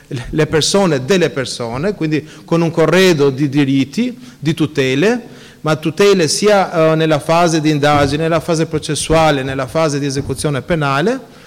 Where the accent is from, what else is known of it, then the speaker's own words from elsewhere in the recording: Albania; io la mia infanzia è nell'Albania dell'era comunista